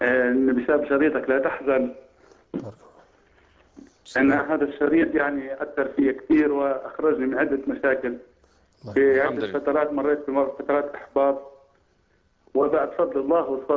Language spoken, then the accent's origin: Arabic; Palestine; now in Libya; أنا فلسطيني وعايش في ليبيا